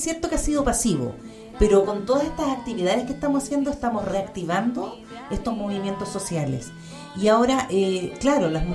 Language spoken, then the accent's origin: Spanish; Machalí, O'Higgins, Chile; principalmente yo soy de Machalí